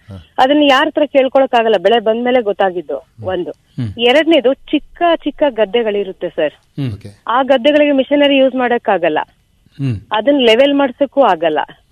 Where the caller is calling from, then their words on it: Seekanahalli, Karnataka, India; ಸೀಕನಹಳ್ಳಿ Belur taluk.